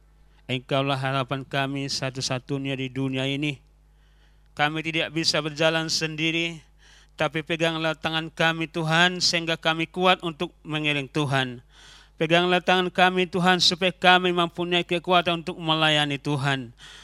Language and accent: Indonesian; Salatiga, Central Java, Indonesia; berarti saya berasal dari Jawa, Jawa Tengah. Kenapa? Karena saya sekolah di Salatiga dulu. Sehingga bahasa Jawa lebih baik daripada bahasa Bataknya gitu. Dan saya kuliah di Salatiga di Jakarta juga